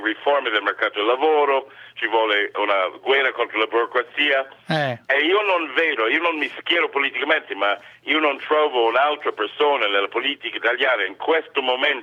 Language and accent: Italian; United States; now in Italy; No, io sono americano